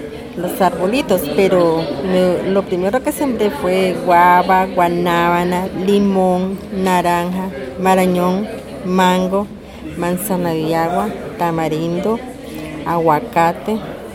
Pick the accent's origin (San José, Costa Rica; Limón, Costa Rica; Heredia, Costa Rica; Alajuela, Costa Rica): Alajuela, Costa Rica; Upala; born there; also born or lived in Nicaragua; Yo vine a Nicaragua, digamos a los 27 años por ahí, pero cuando yo nací en Upala. Lo que pasa es que como de 6, 7 años mis padres me llevaron a Nicaragua y después volví otra vez.